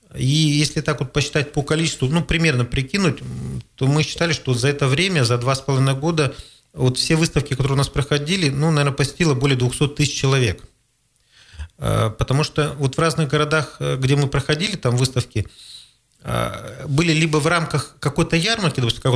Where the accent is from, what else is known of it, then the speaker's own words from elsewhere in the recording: Krasnoyarsk, Krasnoyarsk Krai, Russia; мы приехали из Красноярска, с Сибири.